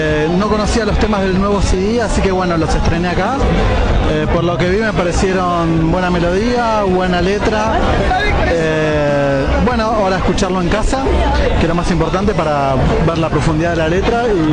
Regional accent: Almagro, Buenos Aires, Argentina; Soy de Almagro y te quería decir

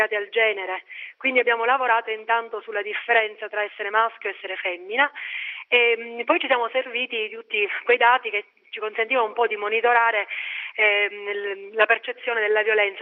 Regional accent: Castelvetrano, Sicily, Italy; io insegno in un liceo delle scienze umane nel mio paese, Castelvetrano

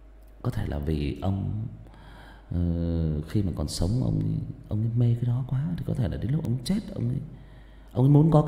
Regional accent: Northern Vietnam, Vietnam; Mình sinh ra và lớn lên miền Bắc mà, mình thấy là họ ở miền Bắc khi mà người chết người ta khóc lóc rất là thảm thương, họ thuê người về khóc.

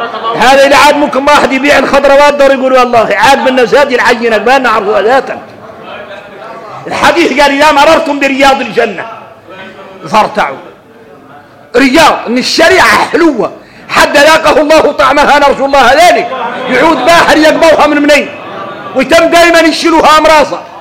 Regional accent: Mauritania; ولذلك ارك انت لو تخرصوا تفطروا ان احنا موريتاني لا يعملنا طيبين

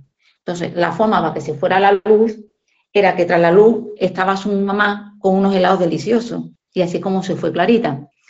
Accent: Seville, Andalusia, Spain; nos vamos a sitios cerca de casa. Somos de Sevilla

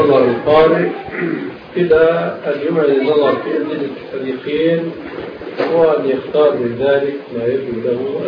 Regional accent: Damascus, Damascus Governorate, Syria; كان هناك قبل وجود المكتبة الظاهرية عندنا في دمشق

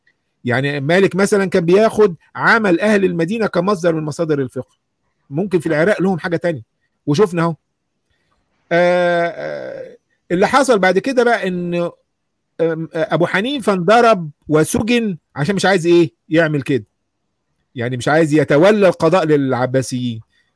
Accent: Egypt; عندنا في مصر

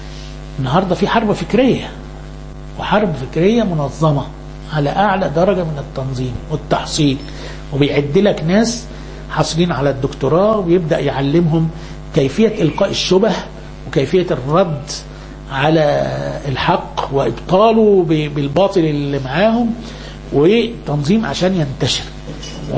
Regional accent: Upper Egypt, Egypt; احنا عندنا في الصعيد في جهل كتير منتشر.

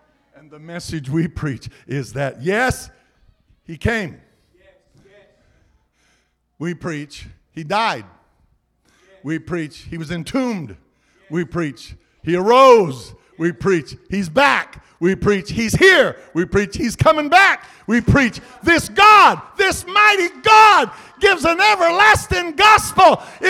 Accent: California, United States; I'm from California. We got people look like they came from Mars.

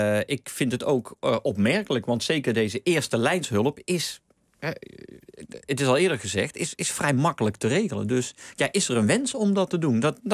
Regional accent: Hilvarenbeek, North Brabant, Netherlands; Ja, ik kom uit Hilvarenbeek oorspronkelijk. Dus ik heb ook altijd in Tilburg op school gezeten.

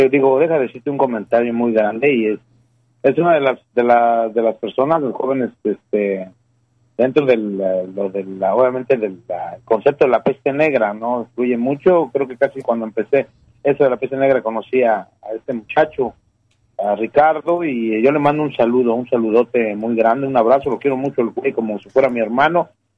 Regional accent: Guadalajara, Jalisco, Mexico; Guadalajara, Jalisco, mi tierra natal o la tierra natal de mi vieja

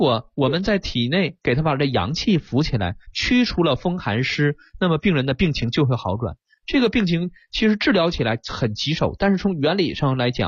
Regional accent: China

